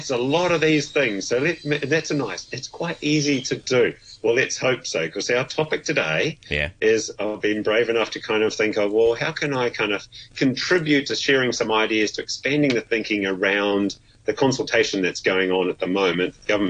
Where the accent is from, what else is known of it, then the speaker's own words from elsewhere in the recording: New Zealand; And as a Kiwi, it was like, oh, my goodness.